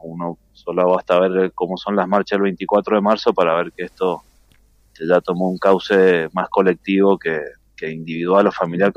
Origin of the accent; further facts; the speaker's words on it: Argentina; Como pueblo argentino creo que tenemos una trayectoria larguísima